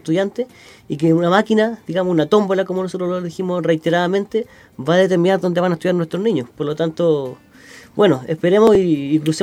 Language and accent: Spanish; Chile; Y que esperemos, como todo chileno, que salga de la mejor manera.